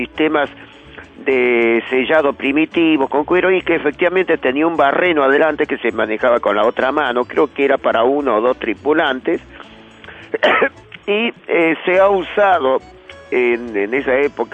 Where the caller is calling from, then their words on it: Córdoba, Argentina; Le estoy hablando desde Córdoba … de Barrio Observatorio.